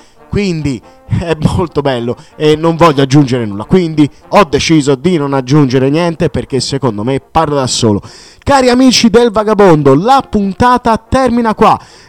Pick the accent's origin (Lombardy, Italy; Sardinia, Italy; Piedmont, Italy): Sardinia, Italy; essendo sardo, quindi è un'isola è circondata dal mare